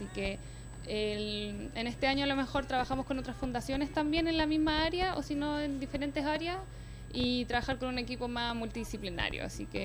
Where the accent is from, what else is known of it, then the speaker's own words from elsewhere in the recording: Chile; yo como buena chilena